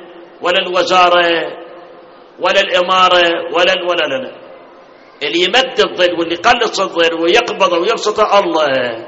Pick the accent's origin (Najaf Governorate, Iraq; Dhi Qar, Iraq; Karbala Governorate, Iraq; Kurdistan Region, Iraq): Karbala Governorate, Iraq; Karbala; فإذا بلدنا العراق وكربلاء إذا صارت مثل القطب الشمالي والجنوبي معناه متنا